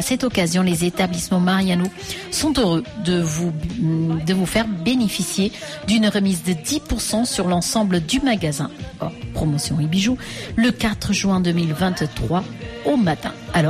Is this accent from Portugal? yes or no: yes; Portugal; E eu sou português